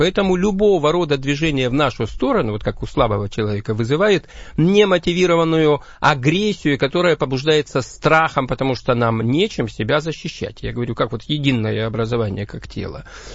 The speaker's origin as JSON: {"language": "Russian", "region": "Far East", "country": "Russia", "tie": "born there", "said": "Я родился на Дальнем Востоке, я во Владивостоке учился."}